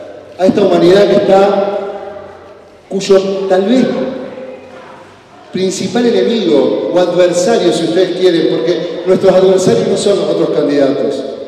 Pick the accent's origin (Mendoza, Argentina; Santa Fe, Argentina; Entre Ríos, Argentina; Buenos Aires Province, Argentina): Entre Ríos, Argentina; Paraná; Yo soy de Paraná, de Entre Ríos, y allá no había tierras para construir agroecología, por ejemplo, que era lo que yo quería hacer.